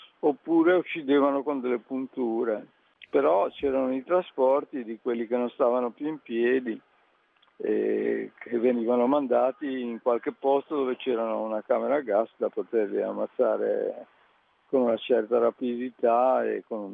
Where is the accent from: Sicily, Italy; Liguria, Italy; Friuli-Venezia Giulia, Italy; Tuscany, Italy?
Liguria, Italy; Genoa; Io sono di Genova.